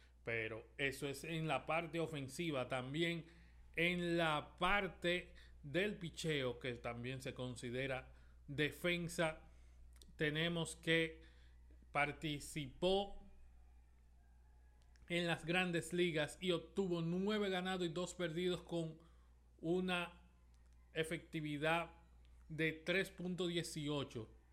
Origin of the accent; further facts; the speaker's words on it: Dominican Republic; como dominicanos queremos que el dominicano se lleve todos los premios que estén disponibles